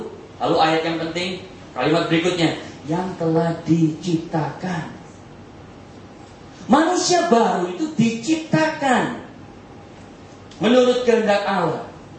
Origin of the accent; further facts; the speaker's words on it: Surabaya, East Java, Indonesia; saya dari Surabaya suka makan rawon, saudara.